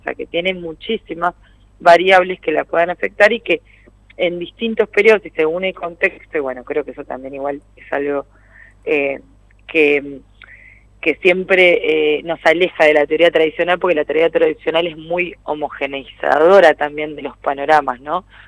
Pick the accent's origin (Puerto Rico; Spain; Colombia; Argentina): Argentina; Entonces siempre como argentinos demandamos dólares